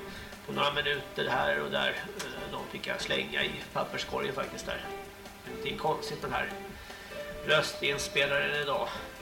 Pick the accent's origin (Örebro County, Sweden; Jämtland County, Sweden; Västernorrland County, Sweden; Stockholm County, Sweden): Stockholm County, Sweden; Märsta; Jag kommer ju från Märsta till Långsjötan här.